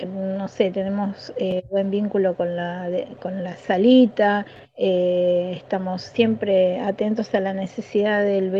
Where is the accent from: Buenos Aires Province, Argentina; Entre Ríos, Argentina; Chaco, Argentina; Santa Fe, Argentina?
Buenos Aires Province, Argentina; Dique Luján; yo soy de Villa La Ñata, de Dique Luján.